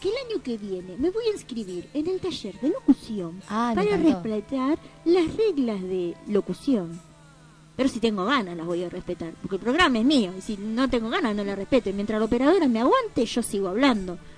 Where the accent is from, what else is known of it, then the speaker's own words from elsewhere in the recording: Argentina; Lo digo como argentina, lo digo como latinoamericana, lo digo como mujer.